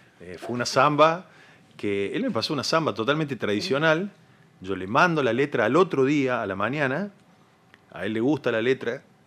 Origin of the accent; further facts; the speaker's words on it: Córdoba, Argentina; mi papá es santiagueño y uh-huh. es como que me crié entre santiagueños, básicamente, en Córdoba